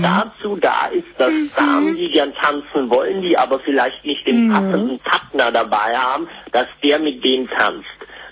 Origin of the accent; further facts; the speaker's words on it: Krefeld, North Rhine-Westphalia, Germany; now in Austria; Ich komme aus der Gegend von Krefeld.